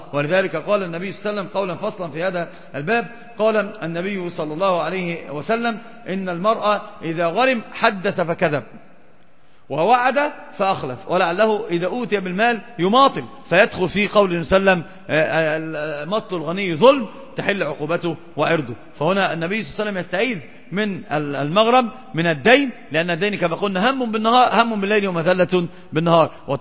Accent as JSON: {"language": "Arabic", "country": "Egypt", "said": "عندنا في مصر مثلا يموت الناس وينشغلون جميعا بالصوان"}